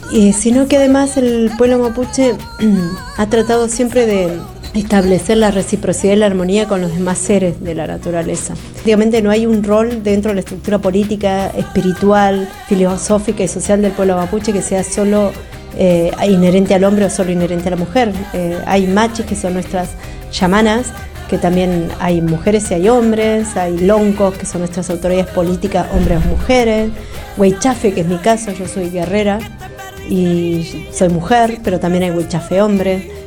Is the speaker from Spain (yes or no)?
no; Chubut, Argentina; soy de la Nación Mapuche, vengo de la provincia de Chubut, de la comunidad Mapuche Pilian Mahuiza